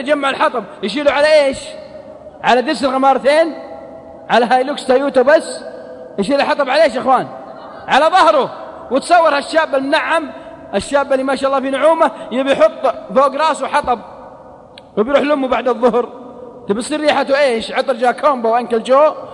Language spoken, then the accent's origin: Arabic; Al-Qassim, Saudi Arabia; accent: Qassimi; على لهجتنا القصيم